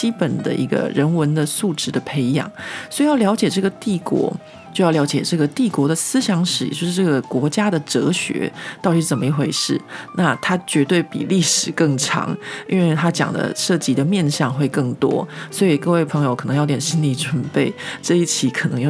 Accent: Taiwan; 像我们这种在台湾长大没有什么被监视的经验的人来说呢

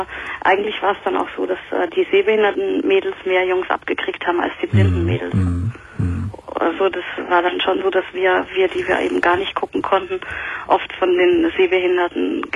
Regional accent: Vienna, Austria; now in Cologne, Germany; Ich war Wienerin oder ich bin Wienerin. Ich bin Österreicherin.

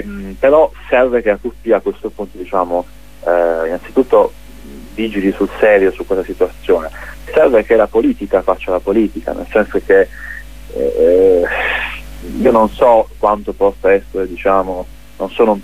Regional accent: Apulia, Italy; Sicuramente come pugliesi chiediamo

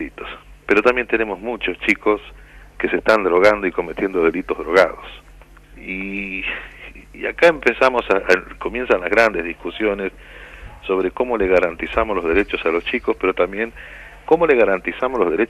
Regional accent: La Rioja, Argentina; Me tomé la vacación que me correspondía y me vine a mi pueblo, a mi tierra.

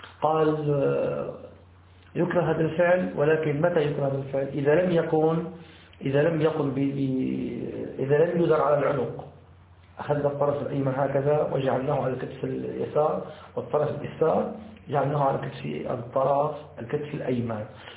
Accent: Syria; يسموه عندنا في الشام الحطة

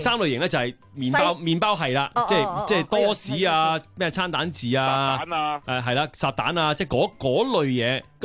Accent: Hong Kong; 我哋香港人嘅早餐咧就分兩大陣營嘅，

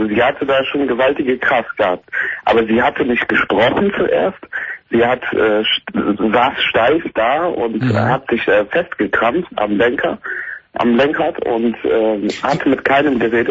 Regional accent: Siegen, North Rhine-Westphalia, Germany; Also ich komme hier aus den Richtung Siegen, die Ecke. Und da ist alles sehr ländlich und alles.

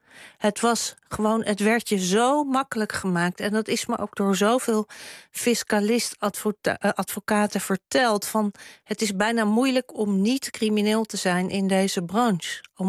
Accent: Amsterdam, North Holland, Netherlands; Ik ben ook opgegroeid in Amsterdam-Zuid, Beethovenbuurt.

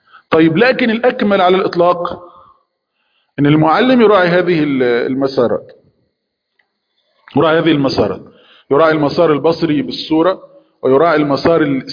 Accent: Egypt; صندوق نسميه عندنا في مصر دولاب

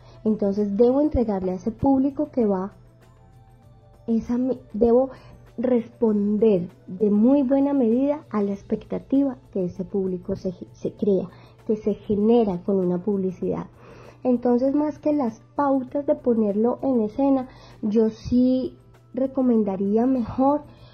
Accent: Manizales, Caldas, Colombia; Yo soy de Manizales, soy criada en el Eje Cafetero

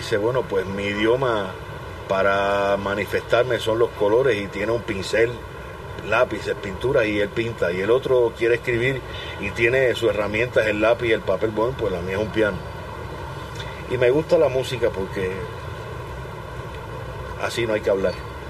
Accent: Cuba; born there; toco una de mis rumbitas de Cuba, de donde yo nací y de donde, y como yo vi bailar a la gente

